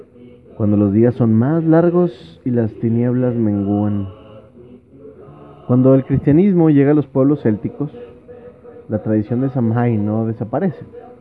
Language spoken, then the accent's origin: Spanish; Mexico; Esa es nuestra cultura como mexicanos.